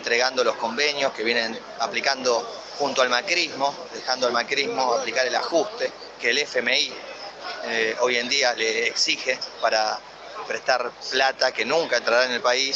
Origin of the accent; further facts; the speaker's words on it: Argentina; esta inflación que nos está atacando a todos como argentinos